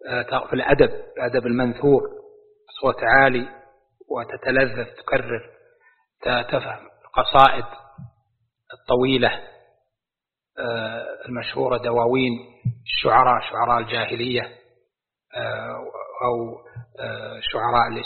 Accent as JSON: {"language": "Arabic", "region": "Najd", "country": "Saudi Arabia", "said": "الكاف شين وقلب الكاف سين، عندنا في نجد مستعملة"}